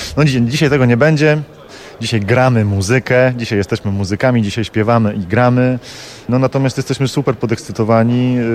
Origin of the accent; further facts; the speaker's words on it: Colombia; Spędziłem dzieciństwo w Kolumbii, moi dziadkowie się poznali w Buenos Aires, moja żona pochodzi z Buenos Aires